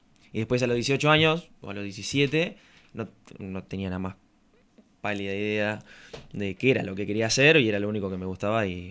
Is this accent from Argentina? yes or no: yes; Nueve de Julio, Buenos Aires Province, Argentina; born there; en mi pueblo, donde, bueno, en la ciudad donde yo nací, había un grupo de astronomía